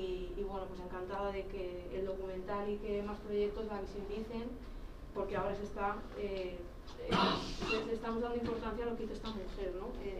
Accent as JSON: {"language": "Spanish", "region": "Basque Country", "country": "Spain", "said": "para las personas que somos de Euskadi"}